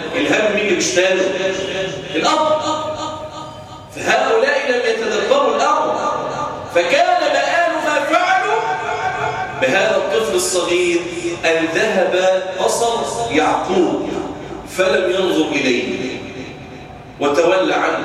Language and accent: Arabic; Egypt; وأن يجعل بلدنا مصر أمن الأمان سخاء رخاء